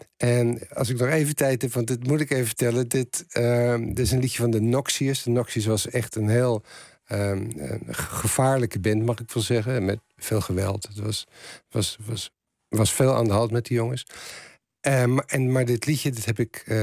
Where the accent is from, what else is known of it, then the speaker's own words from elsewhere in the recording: Utrecht, Netherlands; Ik kom uit Utrecht en de Utrechtse punkscene was best een levendige scene.